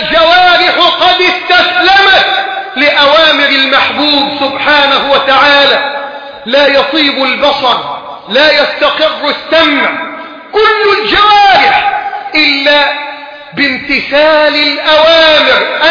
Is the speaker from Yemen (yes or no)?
no; Egypt; بلدنا مصر